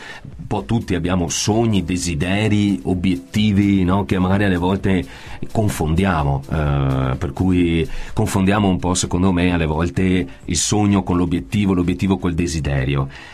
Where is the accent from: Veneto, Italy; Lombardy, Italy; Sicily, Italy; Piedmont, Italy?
Veneto, Italy; Stanghella; un gruppo straordinario che è nato a Stanghella, il mio paese d'origine.